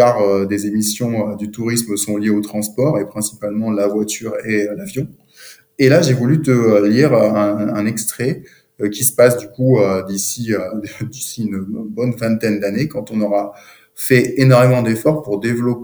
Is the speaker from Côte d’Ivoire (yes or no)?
no; Bordeaux, Nouvelle-Aquitaine, France; Moi, je suis bordelais.